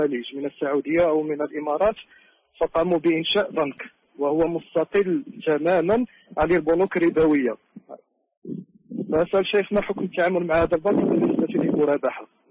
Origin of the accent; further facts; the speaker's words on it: Morocco; عندنا في المغرب بنوك تسمى بالبنوك التشاركية